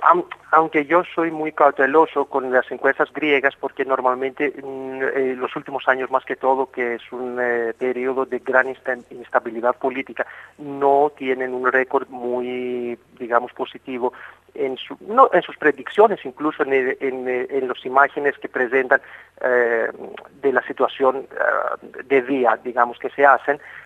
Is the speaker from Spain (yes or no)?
no; Greece; yo soy griego y obviamente sigo muy cerca a las elecciones griegas y la política griega